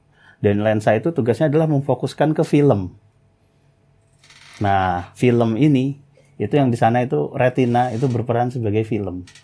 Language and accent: Indonesian; Tangerang, Banten, Indonesia; now in Sleman, Indonesia; Saya asal dari Tangerang dan saat ini tinggal di Sleman di Kecamatan Godean.